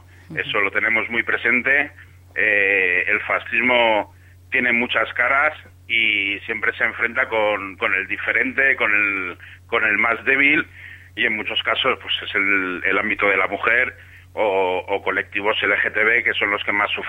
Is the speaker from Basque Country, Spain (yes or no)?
yes; Bilbao, Basque Country, Spain; Somos de Bilbao, estamos acostumbrados al agua